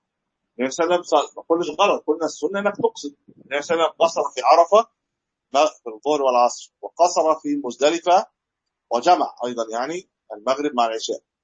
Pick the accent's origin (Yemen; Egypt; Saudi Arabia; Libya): Egypt; يعني احنا من مصر بنروح